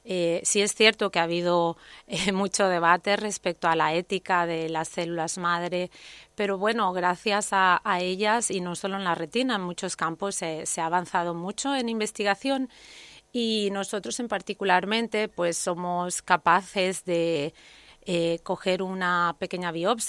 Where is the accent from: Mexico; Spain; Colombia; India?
Spain; nosotros como españoles estamos muy, muy bien valorados fuera cuando vamos al extranjero